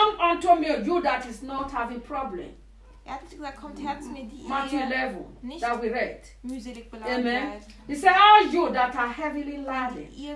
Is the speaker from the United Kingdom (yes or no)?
no; Nigeria; I know how to do it. I'm from Nigeria.